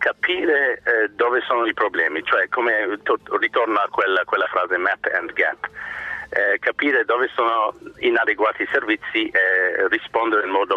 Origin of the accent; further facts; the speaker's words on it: Ireland; Italian is a second language; sono irlandese, di cittadinanza